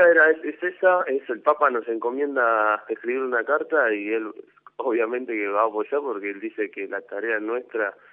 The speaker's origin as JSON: {"language": "Spanish", "country": "Argentina", "said": "y como argentinos, una de las cosas que pudimos hacer"}